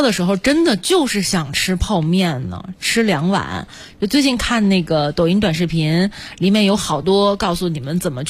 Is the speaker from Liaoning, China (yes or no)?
no; Guangdong, China; 你像我小的时候生活在广东，就必须得先喝汤的，就没有人吃完饭之后我再去喝汤的。